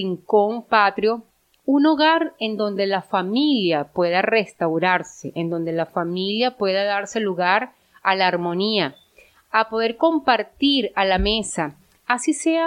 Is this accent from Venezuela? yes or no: yes; Venezuela; para nosotros como venezolanos